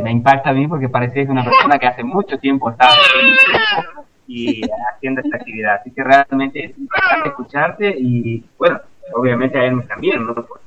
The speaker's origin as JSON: {"language": "Spanish", "region": "Corrientes", "country": "Argentina", "lives_now": "Uruguay", "said": "yo soy correntino, de sangre guaraní, y estamos viviendo acá, nuestros niños son uruguayos."}